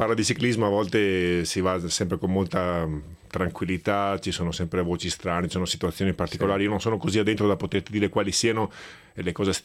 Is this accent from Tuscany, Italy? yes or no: no; Veneto, Italy; Ma da buon veneto sono naturalmente un grande appassionato di ciclismo da anni